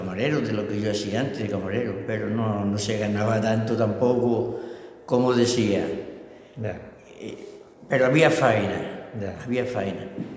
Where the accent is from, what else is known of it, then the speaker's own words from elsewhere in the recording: Seville, Andalusia, Spain; Y tanto que sí, soy de la Macarena.